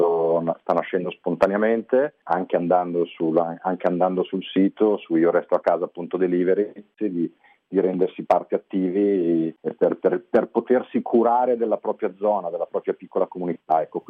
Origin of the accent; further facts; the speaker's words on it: Milan, Lombardy, Italy; io sono di Milano